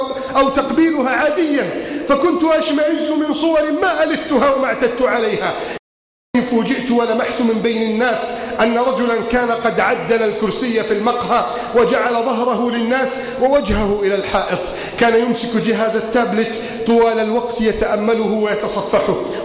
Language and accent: Arabic; Egypt; واجعل بلدنا مصر آمنا مطمئنا وسائر بلاد المسلمين. اللهم من أراد بلادنا مصر بسوء فأشغله بنفسه